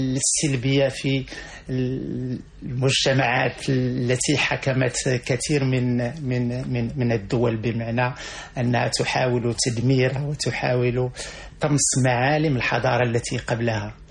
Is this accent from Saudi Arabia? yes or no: no; Morocco; وبحكم كوني أنني ابن البادية، أنا ابن الجنوب المغربي وابن واحة